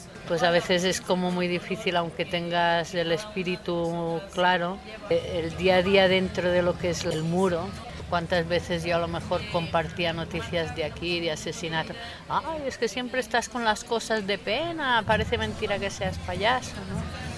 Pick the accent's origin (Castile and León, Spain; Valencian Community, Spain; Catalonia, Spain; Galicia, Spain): Catalonia, Spain; Barcelona; born there; now in Mallorca, Spain; Nací en Barcelona, pero de hace muchos años vivo en la pequeña isla de Mallorca, en el Mediterráneo.